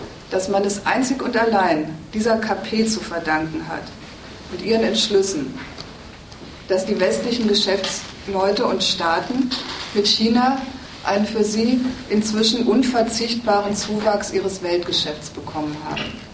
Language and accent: German; North Rhine-Westphalia, Germany; bei uns im Ruhrgebiet, wo ich herkomme.